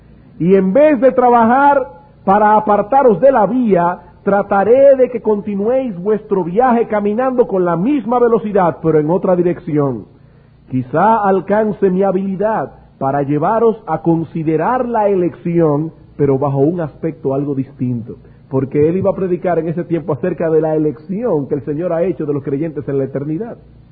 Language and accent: Spanish; Dominican Republic; para el beneficio de todos nosotros como dominicanos